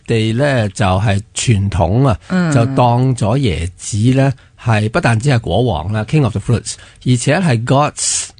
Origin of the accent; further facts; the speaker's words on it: Hong Kong; 就系叫做我哋香港人叫做人造牛油啦